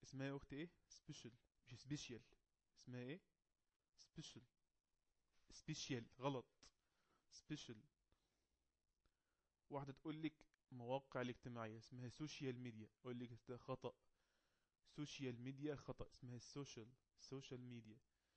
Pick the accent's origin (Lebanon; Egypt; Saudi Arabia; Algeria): Egypt; القبلة عندنا في مصر جنوب شرق